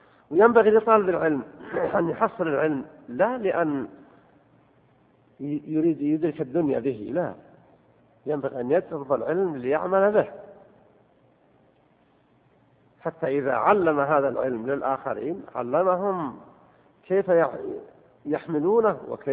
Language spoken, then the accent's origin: Arabic; Saudi Arabia; أن يصلح حالنا وحال بلادنا المملكة العربية السعودية